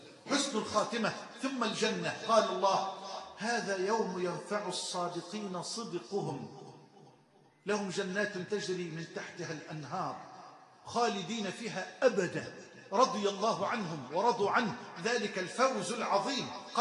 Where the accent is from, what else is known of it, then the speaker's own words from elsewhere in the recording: Egypt; اللهم اجعل بلدنا مصر أمنا أمانا سخاء رخاء